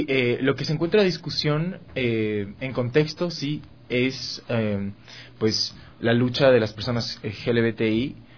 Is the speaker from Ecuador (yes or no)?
yes; Ecuador; Yo soy ecuatoriano, nací en este país, y pues soy muy orgulloso de ser ecuatoriano